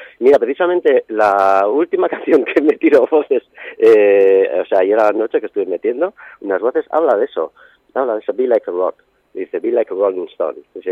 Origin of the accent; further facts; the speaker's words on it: Bilbao, Basque Country, Spain; born there; now in Ibiza, Spain; dices, bueno, soy nacido en Bilbao, pero bueno